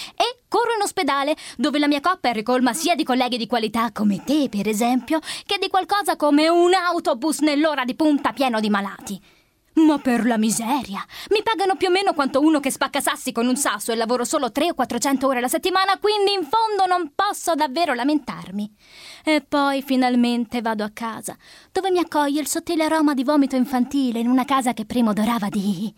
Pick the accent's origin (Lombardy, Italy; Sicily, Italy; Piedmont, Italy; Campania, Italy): Campania, Italy; Naples; ho 24 anni e vengo da Napoli.